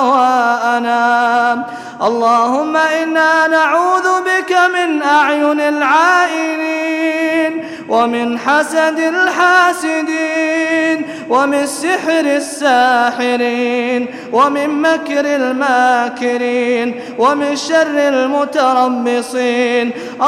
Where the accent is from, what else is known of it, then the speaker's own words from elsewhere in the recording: United Arab Emirates; اللهم اجعل بلادنا الإمارات شامخة بعزها